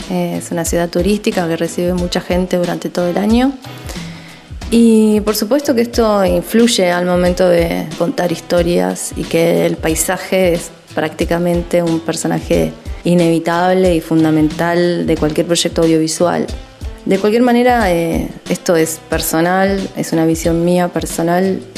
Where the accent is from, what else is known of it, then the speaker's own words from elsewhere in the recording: Neuquén, Argentina; now in San Martín de los Andes, Argentina; soy de Neuquén Capital. Actualmente hace 4 años que vivo en la hermosa ciudad de San Martín de los Andes.